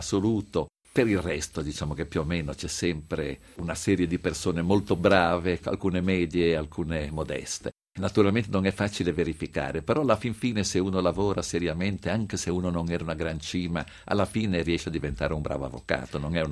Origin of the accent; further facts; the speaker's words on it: Genoa, Liguria, Italy; non perché sono genovese